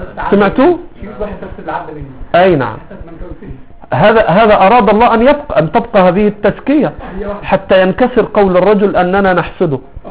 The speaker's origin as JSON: {"language": "Arabic", "country": "Egypt", "said": "يا شيخ لا يوجد عندنا في مصر من يحمل السنة"}